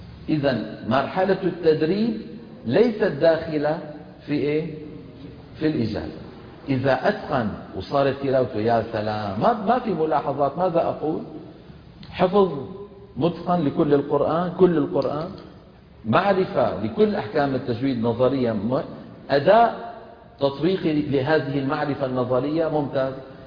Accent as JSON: {"language": "Arabic", "town": "Damascus", "region": "Damascus Governorate", "country": "Syria", "accent": "Damascene", "said": "مثلا أنا عربي دمشقي، لكن عندي في لهجة العامية الدمشقية ظواهر لهجية"}